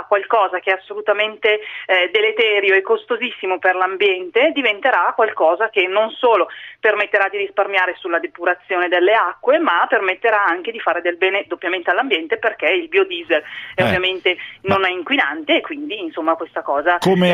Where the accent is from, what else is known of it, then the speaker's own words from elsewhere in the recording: Lombardy, Italy; Non ho idea perché io sono bergamasca